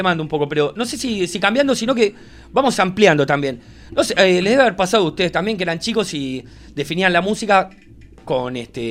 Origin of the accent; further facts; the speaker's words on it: La Plata, Buenos Aires Province, Argentina; Somos de La Plata.